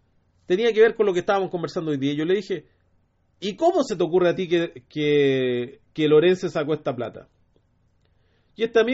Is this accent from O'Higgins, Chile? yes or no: no; Maipú, Santiago Metropolitan Region, Chile; Nosotros, como somos de Maipú